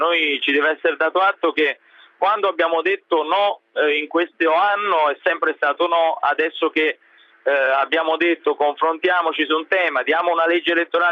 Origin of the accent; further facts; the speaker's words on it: Pomigliano d'Arco, Campania, Italy; also born or lived in Avellino; Ma io sono nato ad Avellino, poi sono di Pomigliano d'Arco